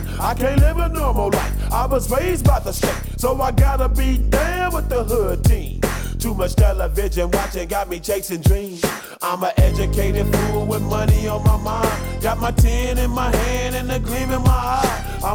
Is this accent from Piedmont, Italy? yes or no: no; Florence, Tuscany, Italy; io vengo da Firenze, alla fine alle brutte puoi sempre tornare in un posto meraviglioso come Firenze